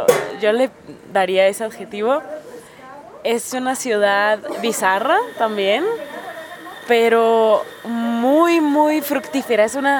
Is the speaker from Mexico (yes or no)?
yes; Tijuana, Baja California, Mexico; now in Mexico City, Mexico; soy una morrilla de Tijuana que llegó al DF hace un par de años con la idea de pues hacer música y también escribir un libro